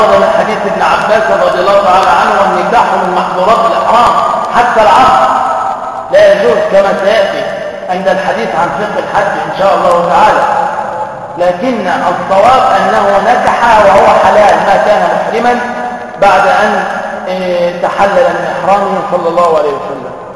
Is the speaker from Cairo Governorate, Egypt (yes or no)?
no; Damietta, Damietta Governorate, Egypt; على فكرة أنا من دمياط